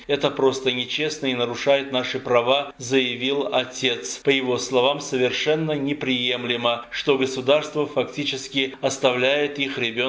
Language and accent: Russian; Armenia; Мы, армяне, говорим «нет» российскому религиозному и абсолютно диктаторскому режиму